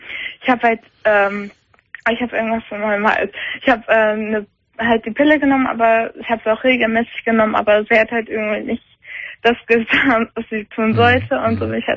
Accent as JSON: {"language": "German", "country": "Germany", "said": "ich bin Deutsche"}